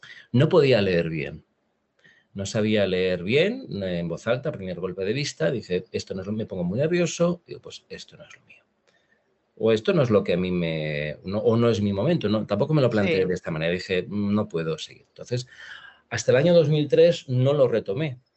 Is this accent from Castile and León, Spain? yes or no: no; Valencia, Valencian Community, Spain; now in Madrid, Spain; ¿me quedo en Madrid o me voy a Valencia, a mi tierra?